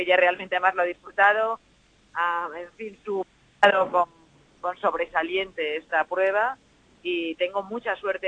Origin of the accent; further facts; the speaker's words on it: Valencia, Valencian Community, Spain; born there; Yo nací en Valencia.